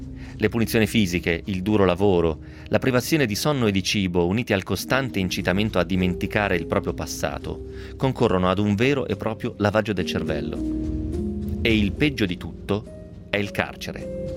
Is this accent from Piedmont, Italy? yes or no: yes; Novara, Piedmont, Italy; tant'è sono di Novara, altrimenti l'avrei pronunciato magari un pochettino meglio. Comunque anche il novarese mi viene male, giusto per dire.